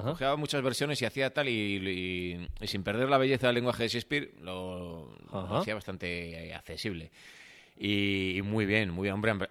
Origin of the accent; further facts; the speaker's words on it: Valladolid, Castile and León, Spain; Sí, yo nací en Valladolid capital. Mi padre es de Castronuño.